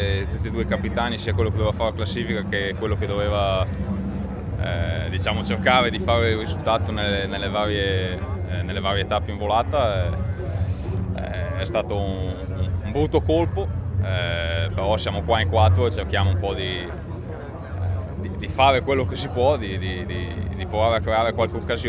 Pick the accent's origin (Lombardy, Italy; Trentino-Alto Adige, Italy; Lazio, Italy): Lombardy, Italy; Mantua; io sono di Mantova, quindi si parte dalla mia provincia